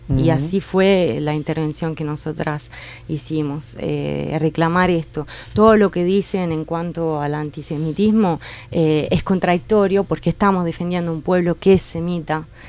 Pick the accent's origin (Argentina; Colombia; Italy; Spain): Italy; Yo soy italiana, pero abrazo muchísimo este pensamiento anticolonial, anti-eurocéntrico